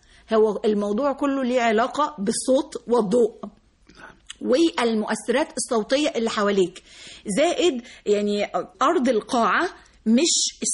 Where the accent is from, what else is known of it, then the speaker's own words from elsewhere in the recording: Egypt; مش انا بس، لا احنا كلنا كمصريين او كعرب عندنا حتة المشاعر تطغى علينا.